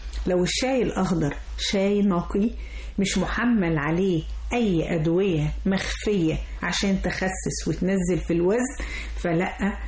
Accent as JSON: {"language": "Arabic", "country": "Egypt", "said": "وطبعا كلنا كمصريين بنحب نحبس بالشاي"}